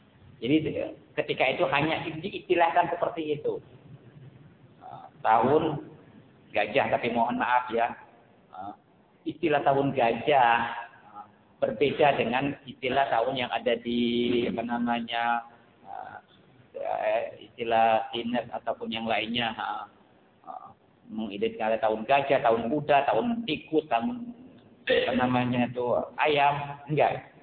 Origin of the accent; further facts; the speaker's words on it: Bangka, Bangka Belitung Islands, Indonesia; kalau kita di Melayu, khususnya di daerah saya Bangka